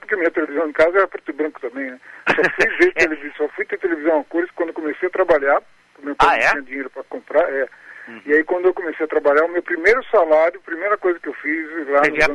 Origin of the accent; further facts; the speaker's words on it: São Paulo, Brazil; born there; Eu nasci aqui em São Paulo mesmo.